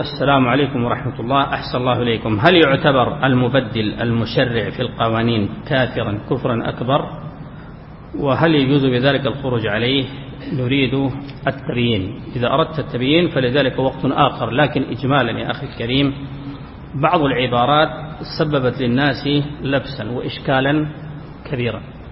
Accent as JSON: {"language": "Arabic", "country": "Sudan", "said": "خاصة عندنا في السودان يمكن بعض العوام يقول لك ما دليلك؟"}